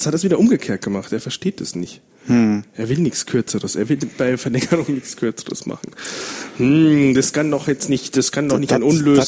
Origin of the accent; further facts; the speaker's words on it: Bavaria, Germany; accent: Bavarian; aber eigentlich bin ich ja Bayer und das hört man natürlich